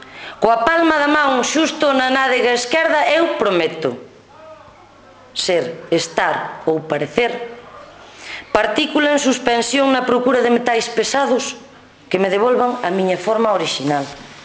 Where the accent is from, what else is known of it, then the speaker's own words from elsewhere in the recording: Andrade, Galicia, Spain; son de Andrade, son de fora, son do Ribeiro.